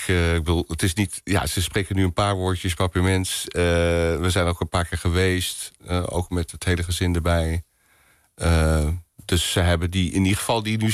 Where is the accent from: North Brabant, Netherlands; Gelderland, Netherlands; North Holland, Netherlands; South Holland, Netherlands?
North Brabant, Netherlands; Boxtel; Nou, je gaat het niet geloven, maar ik ben in Bokstel geboren.